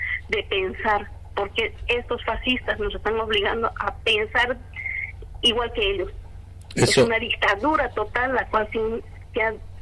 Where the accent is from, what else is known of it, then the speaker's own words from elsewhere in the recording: Bolivia; se ha establecido así terriblemente para nosotros como bolivianos